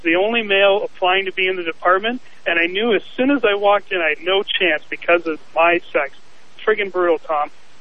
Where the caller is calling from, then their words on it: Toronto, Ontario, Canada; Oh, I'm calling from Toronto, so I don't know if I'll get that.